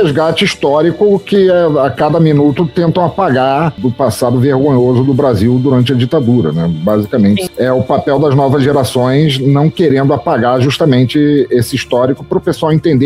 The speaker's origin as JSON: {"language": "Portuguese", "country": "Angola", "said": "Então foi muito legal ver gente da minha terra representada, foi muito bom."}